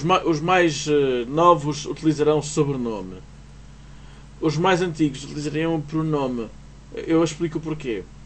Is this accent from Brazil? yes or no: no; Portugal; Porque eu sou português, não sou brasileiro.